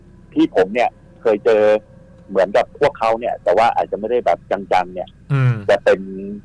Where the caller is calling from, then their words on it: Don Mueang, Bangkok, Thailand; ดอนเมืองครับ